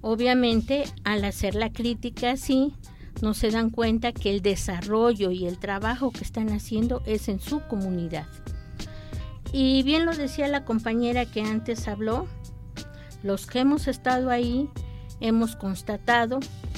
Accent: Mexico; Creo que como mexicanos tendemos a idealizar

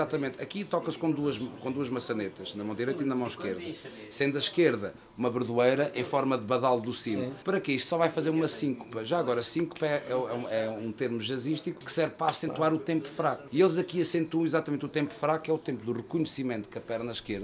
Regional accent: Ornelas do Zêzere, Castelo Branco, Portugal; now in Fundão, Portugal; Sim, sou natural, de Ornelas do Zezer, moro no Fundão há 30 anos.

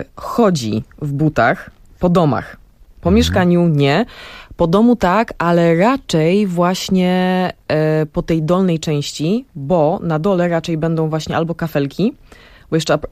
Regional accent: Brooklyn, New York, United States; now in Poland; ja dorastałam w takim właśnie domu na Brooklyn

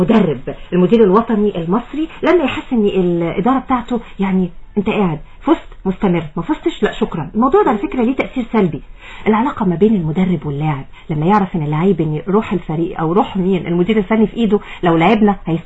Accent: Egypt; الثقافه دي عندنا في مصر

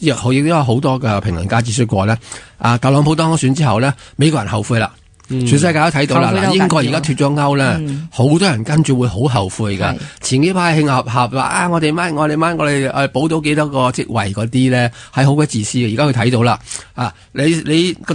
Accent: Hong Kong; 咁、我哋而家香港人点样振作奋发？我哋香港人点样突发？

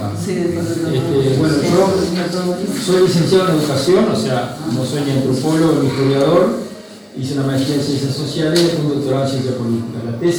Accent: Uruguay; cuando vuelvo a Uruguay, ¿no? A mi tierra, donde yo venía estudiando con los peludos

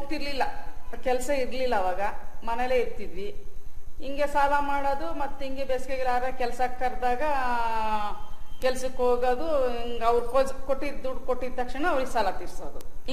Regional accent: Bhadravati, Karnataka, India; ನಮ್ಮದು ಇದೇ ಊರೇ, ಹುಟ್ಟಿ ಬೆಳೆದಿದ್ದೆಲ್ಲ ಇದೇ ಊರಲ್ಲೇ. ಮದುವೆ ಮಾಡಿಕೊಟ್ಟಿದ್ದು ಚಿಕ್ಕಲ್ಲಲ್ಲಿ, ಈಗ ಗಂಡನ ಮನೆ ಈಗ ಇಲ್ಲ, ತಾಯಿ ಮನೆಗೆ ಮನೆ ಕೊಟ್ಟಿದ್ದಾರೆ, ಇಲ್ಲೇ ಮನೆ ಮಾಡ್ಕೊಂಡು ಇಲ್ಲೇ ಕೆಲಸ ಮಾಡ್ಕೊಂಡಿದ್ದೀನಿ.

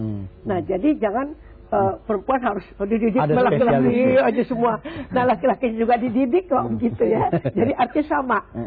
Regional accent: Jakarta, Indonesia; Ya dulu saya kan orang Betawi nih ya

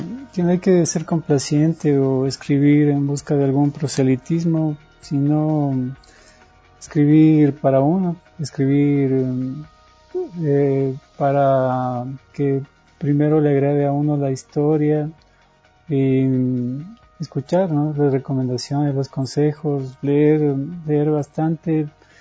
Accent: Ecuador; Entonces, como ecuatorianos, nosotros somos extraños en tierra propia, nos olvidamos lo maravilloso que es el país.

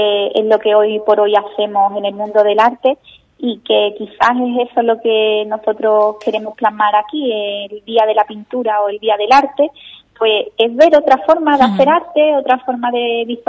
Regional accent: Ubrique, Andalusia, Spain; espero tener próximamente la oportunidad de que todos los ubriqueños puedan verlo aquí en mi pueblo.

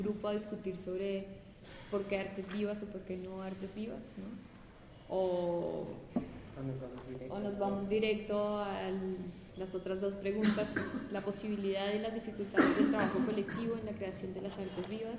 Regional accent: Mexico; accent: Mexican Spanish; yo hablo mexicano, yo soy mexicano, entonces hablo español mexicano

